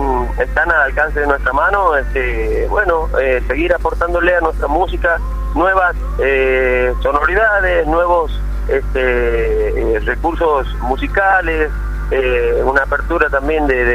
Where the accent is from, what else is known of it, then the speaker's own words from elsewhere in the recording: Santiago del Estero, Argentina; En Santiago del Estero, en Capital.